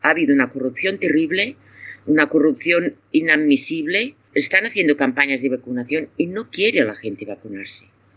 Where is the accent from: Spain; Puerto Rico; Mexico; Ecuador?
Spain; now in Cameroon; Aquí en Camerún no existen, pero bueno, nosotros como somos de España